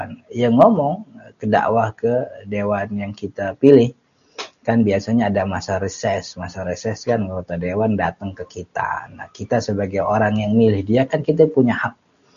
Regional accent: Jakarta, Indonesia; kita orang Betawi mah kan enggak boleh jauh sama keluarga.

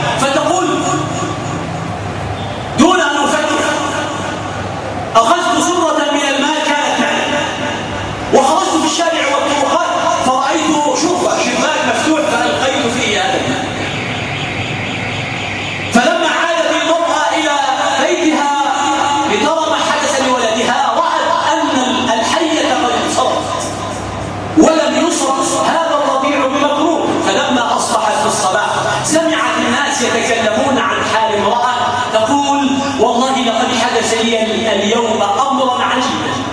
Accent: Egypt; اللهم يا ربنا اجعل بلدنا مصر بلدا أمنا أمانا سلما سلاما سخاء رخاء وسائر بلاد المسلمين.

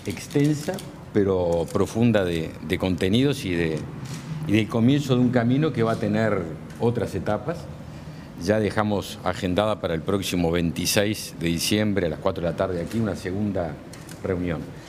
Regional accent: Uruguay; algo que nos dio orgullo a todos como uruguayos

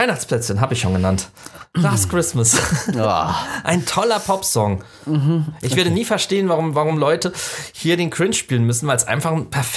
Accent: Southwest Germany, Germany; Ich bin im Südwesten groß geworden, da war die Chance höher, aber auch selbst da nicht.

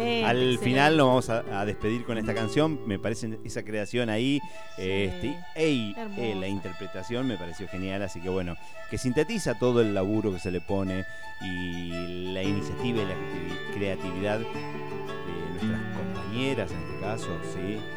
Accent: Argentina; es lo que nos pasa como sociedad, como pueblo argentino en este caso, ¿sí?

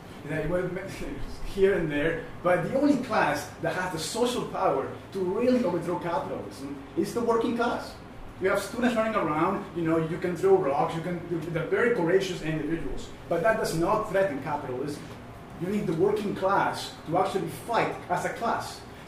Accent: Toronto, Ontario, Canada; And I come from Toronto.

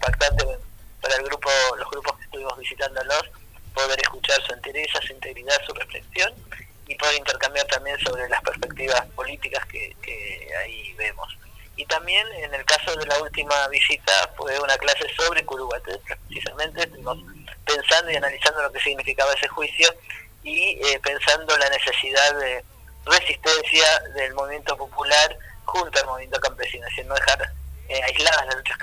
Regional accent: Argentina; nosotros como argentinos y argentinas tenemos responsabilidad

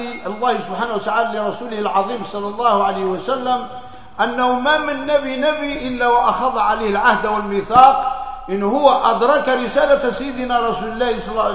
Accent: Morocco

